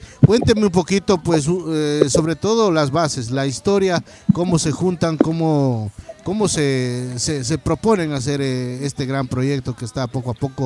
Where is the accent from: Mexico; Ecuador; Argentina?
Ecuador; Catamayo, Loja; yo soy de Loja, de un pueblito que se llama Catamayo, La Toma, más conocida, pues...